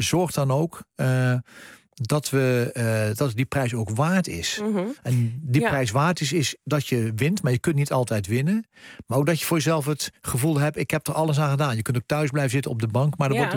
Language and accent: Dutch; Netherlands; als je als Nederlander 45.000 soldaten leidt uit 24 landen in operaties